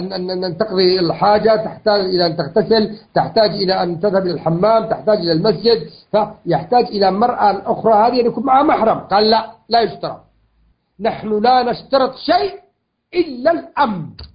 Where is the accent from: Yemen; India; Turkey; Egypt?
Yemen; لكن اللي أعرف أنه عندنا في اليمن